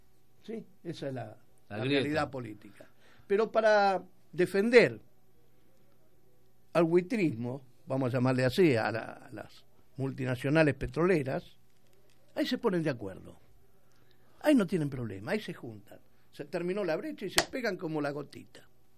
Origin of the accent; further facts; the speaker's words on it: Argentina; Soberanos pelotudos somos los argentinos.